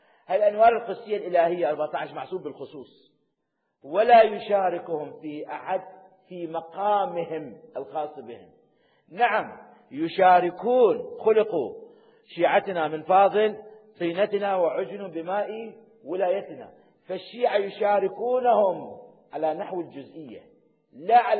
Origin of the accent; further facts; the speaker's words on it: Iraq; فأنتم من العراقيين وأنا عراقي، فنتكلم باللغة العراقية